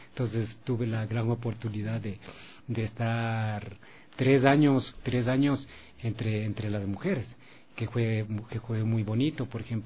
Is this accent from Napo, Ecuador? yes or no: yes; Baeza, Napo, Ecuador; born there; Y bueno, yo nací en Baeza.